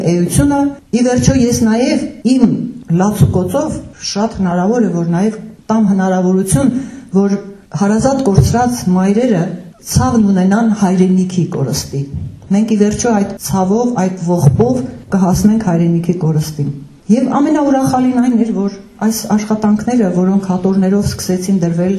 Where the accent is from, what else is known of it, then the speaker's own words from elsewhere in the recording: Nagorno-Karabakh, Azerbaijan; Մենք ուղղակի շատ սիրում ենք ասել, որ մենք արցախցի ենք